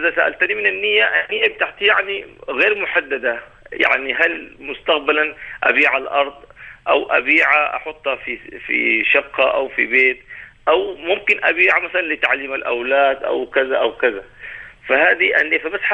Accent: Sudan; now in Ajman, United Arab Emirates; أنا مقيم هنا في عجمان في الإمارات، لكن أساسا من السودان

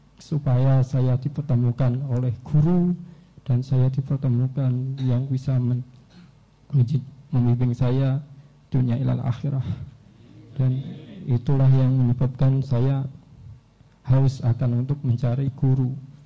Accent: Rembang, Central Java, Indonesia; now in Gonilan, Indonesia; Saya asli dari Rembang. Sekarang saya kuliah di UMS. Berdomisili di Gonilan.

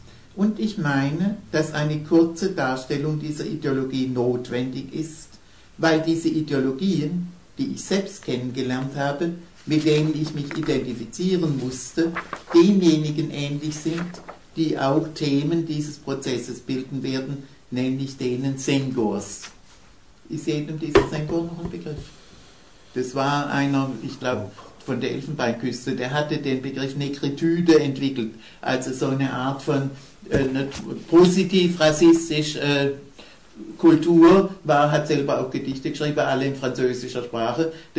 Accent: Alfeld, Lower Saxony, Germany; als ich in meiner Heimatstadt Alfeld im Jahre 61

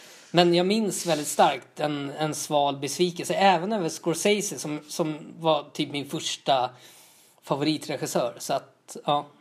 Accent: Tullinge, Stockholm County, Sweden; jag är uppvuxen i Tullinge.

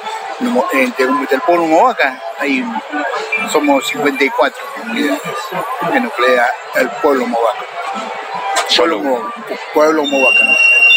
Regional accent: Jujuy, Argentina; De Jujuy, y pertenezco al pueblo Mohuaca

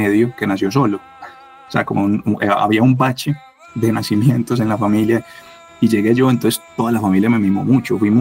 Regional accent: Medellín, Antioquia, Colombia; Yo me crié en Belén Los Alpes, y yo me acuerdo de patear las calles de ese barrio desde los 6, 7 años.

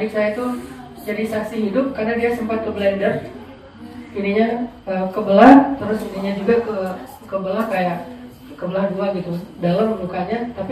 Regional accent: Aceh, Indonesia; ketika terjadi tsunami di kampung saya di Aceh

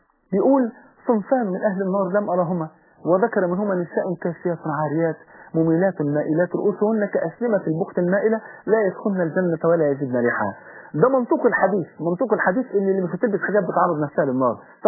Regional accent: Egypt; يا جماعه ده لسه من ثلاث ايام عندنا في مصر هنا

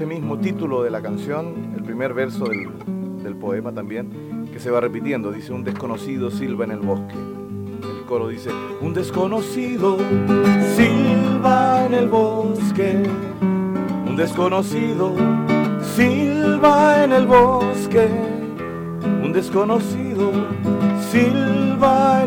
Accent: Santiago, Santiago Metropolitan Region, Chile; born there; Yo nací en Santiago, pero toda mi familia paterna … los abuelos, los bisabuelos, los tatarabuelos, son todos del Valle. No, ni siquiera La Serena, son Valle del Elqui para adentro.

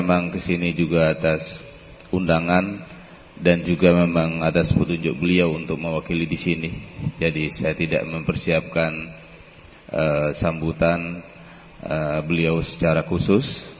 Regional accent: West Sumatra, Indonesia; Jaya diartikan adalah karena saya berasal dari Sumatera Barat.

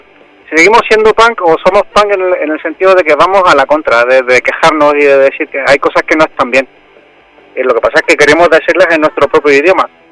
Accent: Chile; De Chile.

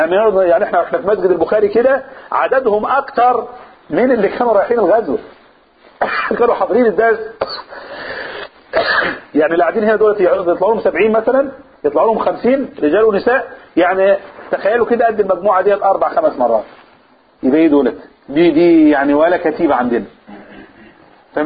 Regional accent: Upper Egypt, Egypt; والعواصف اللي جات عندنا في الصعيد حصلت ولا ما حصلش؟

